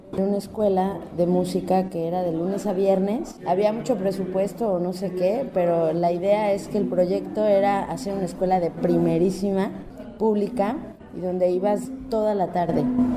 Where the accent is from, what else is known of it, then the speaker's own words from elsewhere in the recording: Mexico City, Mexico; moved away as an adult; now in Xalapa, Mexico; yo estudié en la Universidad Veracruzana, yo me salí del DF a los 18. Empecé a venir mucho a Veracruz, decidí irme a Jalapa